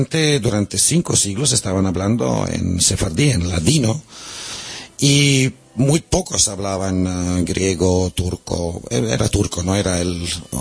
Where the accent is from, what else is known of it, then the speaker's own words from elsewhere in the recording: Serbia; Yo soy serbio, pero francés, soy catalán, soy músico.